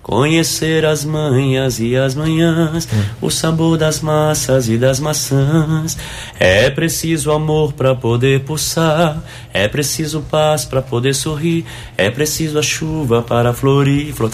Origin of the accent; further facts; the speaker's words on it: Guaxupé, Minas Gerais, Brazil; Aí, de onde você é? Sou de Guaxupé. Terra boa, hein? Terra do leite.